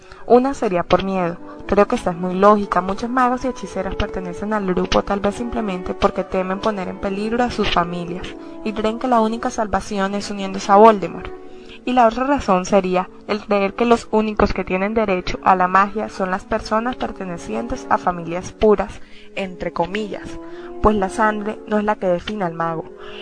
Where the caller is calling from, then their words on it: Colombia; soy de Colombia.